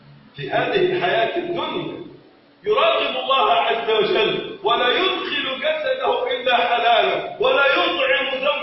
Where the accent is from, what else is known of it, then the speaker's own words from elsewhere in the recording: Egypt; اللهم ارفع عن بلدنا مصر الغلاء والبلاء والوباء.